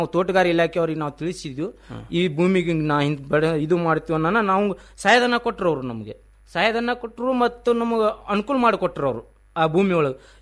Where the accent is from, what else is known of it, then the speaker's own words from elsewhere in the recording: Honniyala, Karnataka, India; Sir, ನಮ್ಮೂರು ಹೊನ್ನಿಯಾಳ.